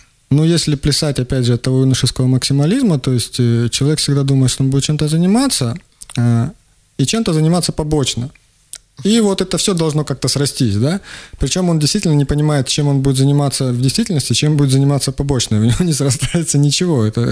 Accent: Rostov Oblast, Russia; also born or lived in Kurgan-Tyube, Tajikistan; Родом я из Курган-Тюбе, вот, я вырос в Ростовской области в деревне, я учился в Ростове и год там работал, то есть, я не знаю, откуда я родом, так, честно.

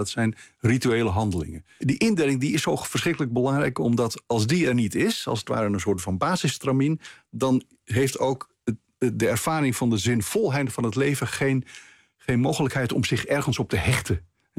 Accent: Amsterdam, North Holland, Netherlands; born there; Ja, ik ben keurig in Amsterdam. Ik ben geboren in Amsterdam. In een katholieke familie. Niet uitgesproken vroom.

